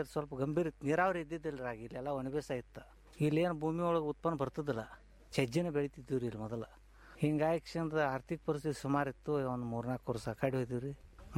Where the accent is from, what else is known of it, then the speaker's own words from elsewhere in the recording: Jamkhandi, Karnataka, India; ನಮ್ಮದು ಜಮಖಂಡಿ ತಾಲೂಕು ರೀ ಅದು, ತುಂಗಳ ಕಡೆ ಹಳ್ಳಿ.